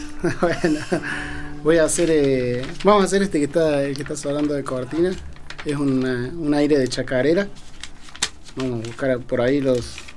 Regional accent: Córdoba, Argentina; De Córdoba capital.

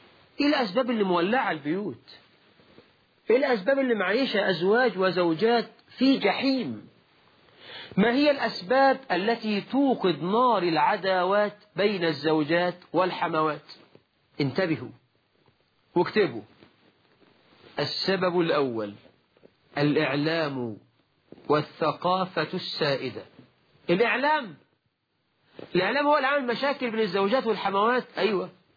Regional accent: Egypt; ده مثل عندنا في مصر. يقولك ربي خيبة للغيبة، ده مثل برضو مصري.

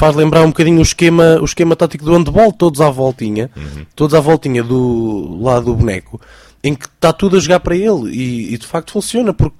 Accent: Portugal; enquanto português também me custa ver

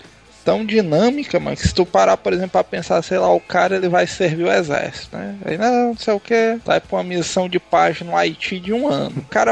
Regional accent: Itapemirim, Espírito Santo, Brazil; sou do Espírito Santo, de Itapemirim. E moro num bairro chamado Campo Acima.

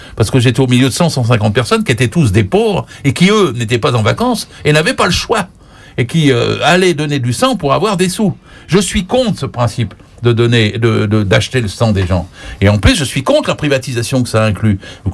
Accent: Normandy, France; je suis normand moi

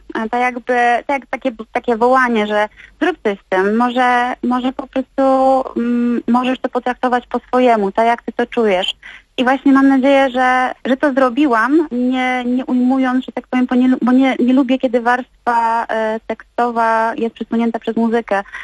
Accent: Gliwice, Silesian Voivodeship, Poland; ten utwór, który tak naprawdę też był śpiewany w kościele przez mojego tatę, który był organistą u nas w Gliwicach w parafii Wszystkich Świętych.

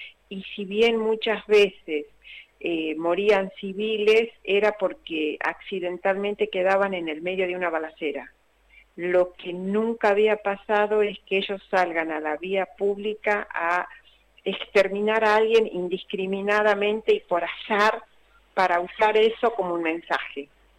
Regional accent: Tucumán, Argentina; now in Rosario, Argentina; Si bien soy tucumana, estoy en Rosario desde hace 20 años

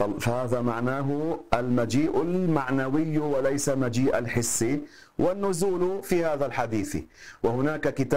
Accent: Lebanon; المدفون عندنا في لبنان، نفعنا الله بهم جميعا

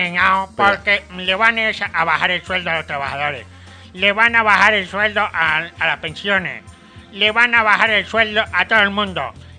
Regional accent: Spain; Yo soy español y a mí lo que haga Inglaterra me da igual.

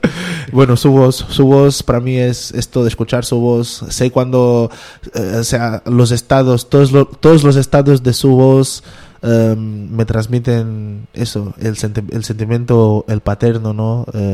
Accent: Sintra, Lisbon, Portugal; yo crecí en Sintra, que es una zona en los alrededores de Lisboa, en Sintra, que es una zona muy verde, y mi casa estaba rodeada de eucaliptos

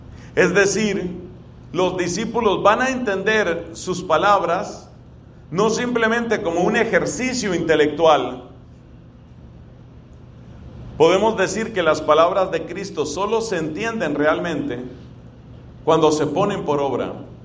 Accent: Colombia; que yo la he oído muchas veces en mi país. Tal vez usted la haya escuchado también aquí.

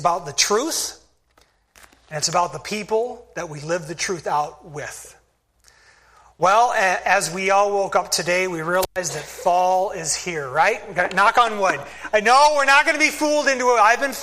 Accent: Spokane, Washington, United States; There's my first church back in Michigan, and the church that I grew up in Spokane, Washington. I grew up in that church for the first 19 years of my life.

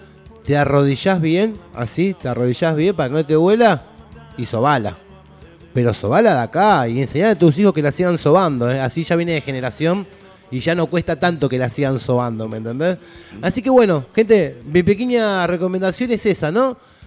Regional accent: Argentina; me parece que es momento que nosotros como argentinos y argentinas, ¿no?

